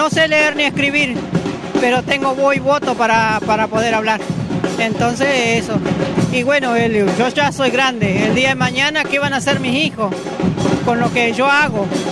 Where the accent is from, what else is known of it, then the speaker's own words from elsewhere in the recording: Valcheta, Río Negro, Argentina; de Valcheta, vengo, pero tengo mi campo afuera del pueblo.